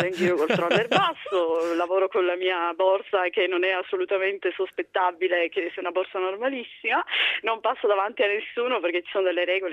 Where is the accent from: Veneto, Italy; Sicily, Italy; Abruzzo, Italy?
Sicily, Italy; Catania; now in Franciacorta, Italy; Sono partita da Catania, che poi è la città dove sono cresciuta in realtà, nel 92, quindi adesso sono ben 20 anni, giusto?